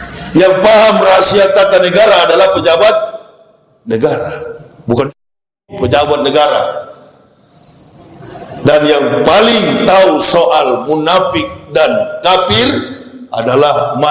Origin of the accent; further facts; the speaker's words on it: Manado, North Sulawesi, Indonesia; Saya ini orang Manado, lahir dan besar di Manado, sekolah di Manado, Manado asli. Nggak ada campuran. Nenek moyang, opa, oma saya asli Manado.